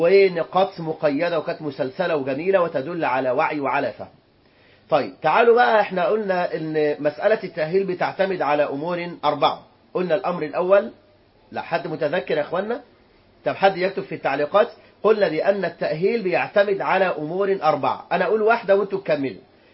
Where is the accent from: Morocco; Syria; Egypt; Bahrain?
Egypt; ولذلك صارت عندنا حالات الطلاق في البلاد العربية بالملايين وخاصة في بلدنا مصر.